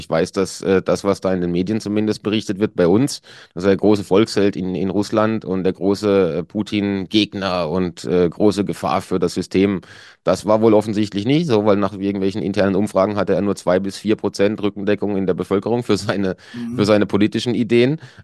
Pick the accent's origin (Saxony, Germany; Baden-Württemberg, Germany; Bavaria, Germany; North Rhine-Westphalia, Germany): Baden-Württemberg, Germany; now in Switzerland; Also landschaftlich war es da im süddeutschen Black Forest, ja, Schwarzwald, wo ich herkomme, war es jetzt auch nicht hässlich.